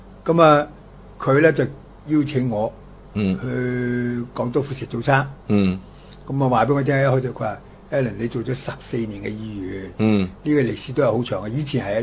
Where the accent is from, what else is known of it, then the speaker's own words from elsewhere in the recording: United States; 我哋美國人一樣 offer 嘅啫